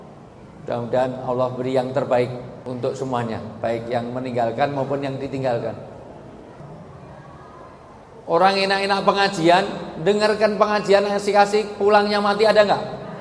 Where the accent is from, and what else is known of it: Java, Indonesia